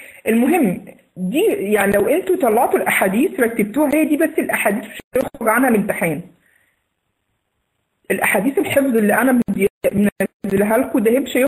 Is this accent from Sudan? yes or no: no; Egypt; accent: Egyptian; مش عارفة أنا لهجتي مفهومة ولا لأ لغير المصريين.